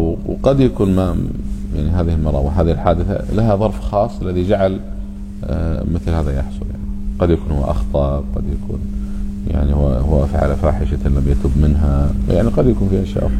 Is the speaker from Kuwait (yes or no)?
yes; Kuwait; فقلنا إحنا جايين ترى من الكويت وإحنا قاصدين الشيخ